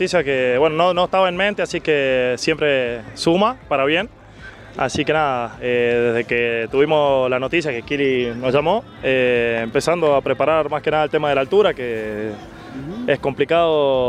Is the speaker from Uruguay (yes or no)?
no; San Juan, Argentina; De San Juan.